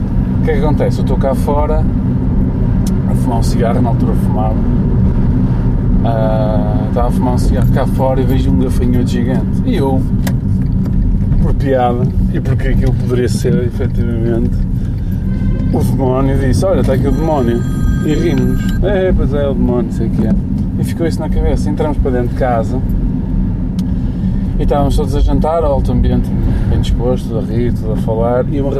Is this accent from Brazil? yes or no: no; Marco de Canaveses, Porto, Portugal; É no Mar de Canaveses. Onde eu cresci.